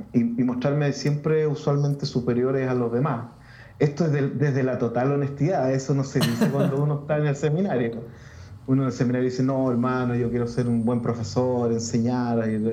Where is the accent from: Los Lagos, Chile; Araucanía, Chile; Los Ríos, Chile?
Los Ríos, Chile; Valdivia; also born or lived in Santiago; Soy de Chile. Soy originalmente de Valdivia. Sigo viviendo en Valdivia, aunque estuve unos años en Santiago por razones de estudio y por razones de trabajo y otras razones, pero soy de acá.